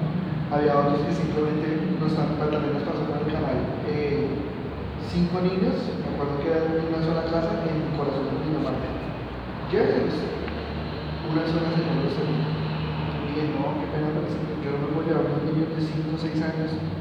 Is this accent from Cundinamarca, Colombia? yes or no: yes; Girardot, Cundinamarca, Colombia; los que somos de Girardot, asociamos